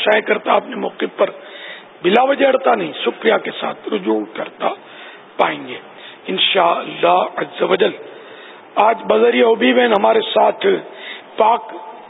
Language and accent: Urdu; Karachi, Sindh, Pakistan; born there; تو سر میں باب المدینہ میں پیدا ہوا ہوں،